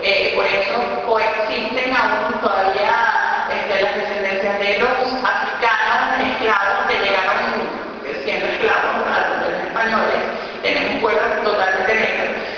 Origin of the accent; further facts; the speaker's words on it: Valencia, Carabobo, Venezuela; moved away as an adult; now in Buenos Aires, Argentina; soy venezolana, de la ciudad de Valencia, en Venezuela. Tengo 2 años y 10 meses viviendo en Buenos Aires.